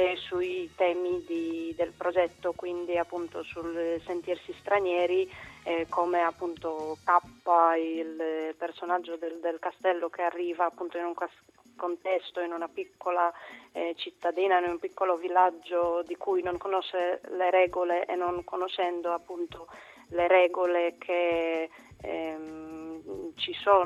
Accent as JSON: {"language": "Italian", "country": "Poland", "lives_now": "Bologna, Italy", "said": "No, io sono polacca, però appunto da un po' di tempo vivo a Bologna"}